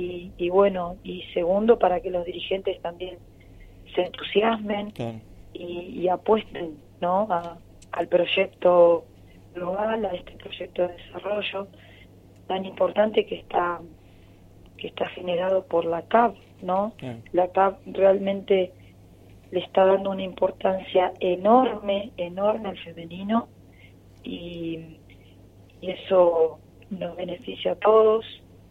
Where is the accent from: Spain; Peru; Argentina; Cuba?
Argentina; nosotros, como bien argentino, vamos a ir a jugar el partido